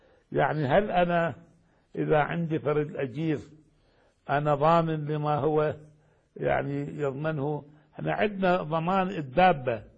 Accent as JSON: {"language": "Arabic", "town": "Baghdad", "region": "Baghdad Governorate", "country": "Iraq", "said": "يعني الحقيقة إحنا عندنا في بغداد"}